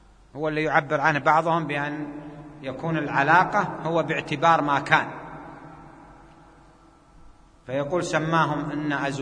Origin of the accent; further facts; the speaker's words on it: Jeddah, Makkah Province, Saudi Arabia; عندنا في جدة